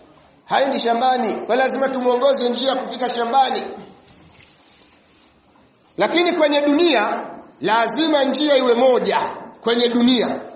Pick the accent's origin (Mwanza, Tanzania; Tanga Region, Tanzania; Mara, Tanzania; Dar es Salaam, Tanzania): Mwanza, Tanzania; Kule kwetu kuna bwana mmoja anaitwa, kule Mwanza kuna bwana mmoja anaitwa